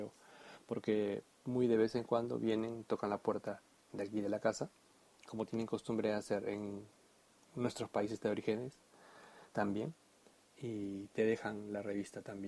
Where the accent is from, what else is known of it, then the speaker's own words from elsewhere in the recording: Peru; yo soy de Perú y bueno, estoy bautizado. No estoy confirmado